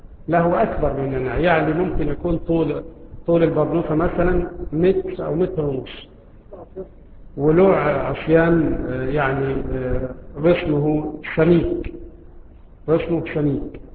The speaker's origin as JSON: {"language": "Arabic", "country": "Egypt", "said": "له رائحة طيبة مثل رائحة النعناع عندنا في مصر، وهو يشبه الرعراع عندنا في مصر"}